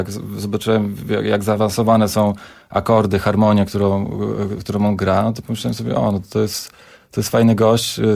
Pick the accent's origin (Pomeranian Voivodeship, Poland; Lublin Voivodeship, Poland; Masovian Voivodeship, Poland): Masovian Voivodeship, Poland; Radom; moved away; że to jest aż niewiarygodne, że my się nie poznaliśmy w tym Radomiu. Ale widocznie ja za wcześnie wyjechałem, a z Radomia